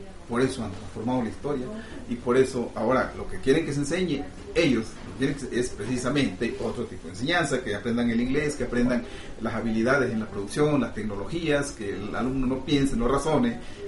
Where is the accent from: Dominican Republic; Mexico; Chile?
Mexico; es un golpe a nuestro orgullo como mexicanos